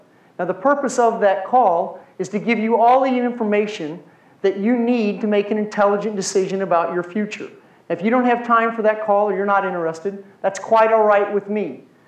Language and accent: English; Missouri, United States; also born or lived in Iowa / Kansas; Now, Mark is in Kansas. I grew up in Missouri, Iowa, and Kansas.